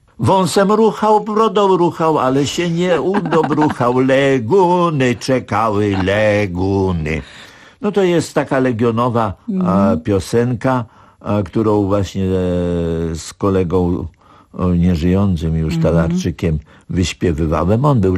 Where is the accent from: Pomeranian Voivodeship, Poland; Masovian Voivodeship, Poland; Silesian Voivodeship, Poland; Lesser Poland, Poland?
Masovian Voivodeship, Poland; Warsaw; also born or lived in Łódź; jako warszawiak od urodzenia do roku obecnego miałem przerwę, bo wywędrowałem za poleceniem wielkiego nauczyciela, pedagoga Aleksandra Zelworowicza do Łodzi.